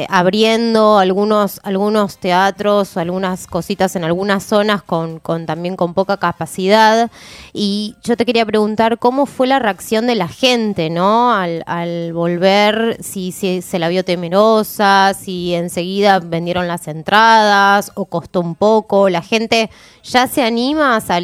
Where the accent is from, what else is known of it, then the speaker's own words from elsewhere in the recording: Argentina; Somos amigueros los argentinos, ¿viste?